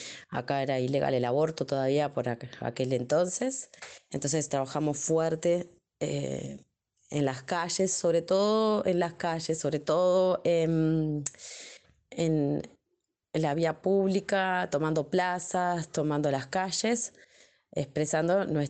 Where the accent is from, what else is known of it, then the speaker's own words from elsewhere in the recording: Uruguay; soy uruguaya, licenciada en educación y hace unos 11 años que me encuentro militando en distintos grupos feministas, colectivas feministas acá en Uruguay.